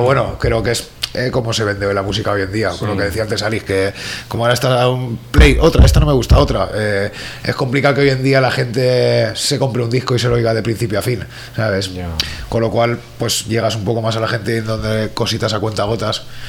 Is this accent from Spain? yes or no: yes; Quart de Poblet, Valencian Community, Spain; yo soy de Cuare Poblet, en mi zona entró algo